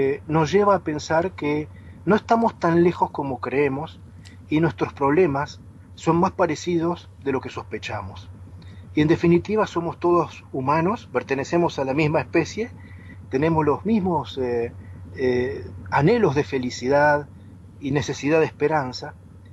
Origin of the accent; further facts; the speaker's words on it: Argentina; aunque yo soy argentino, hablo una lengua que es el castellano